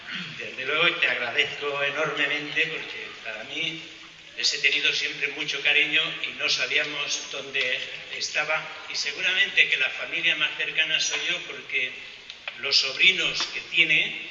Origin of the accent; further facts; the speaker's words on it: Zaragoza, Aragon, Spain; Me presento porque no soy de aquí. … vengo de Zaragoza.